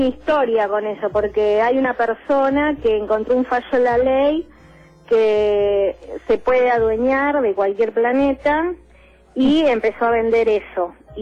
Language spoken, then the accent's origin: Spanish; Buenos Aires, Argentina; No, del barrio de La Boca.